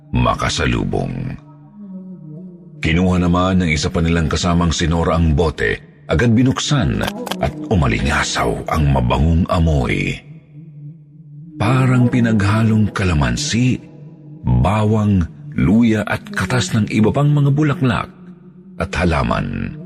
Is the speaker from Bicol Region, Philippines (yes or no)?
no; Cebu, Central Visayas, Philippines; Mula sa amin sa Cebu, bumiyahe po silang anim noong ikatlo ng Enero